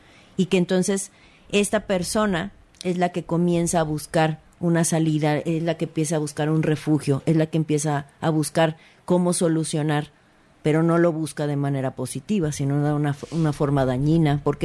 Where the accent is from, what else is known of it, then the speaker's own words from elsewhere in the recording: Mexico; los mexicanos somos mucho de adoptar, porque así somos los mexicanos